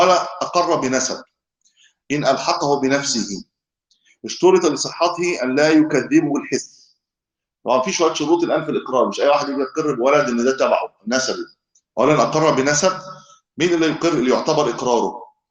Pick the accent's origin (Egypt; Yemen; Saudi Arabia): Egypt; من أهل الإسلام عندنا في مصر